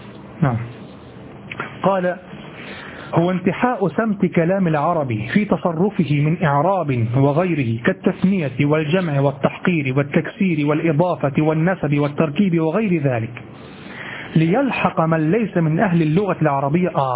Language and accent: Arabic; Egypt; accent: Egyptian; وبضم الحاء في لهجتنا المصرية يكون صوتها مهينا جدا